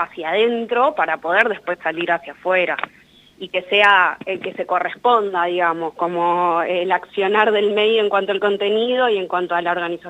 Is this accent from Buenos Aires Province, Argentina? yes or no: yes; San Martín, Buenos Aires Province, Argentina; acá en Zorzal Diario somos de San Martín, de la provincia de Buenos Aires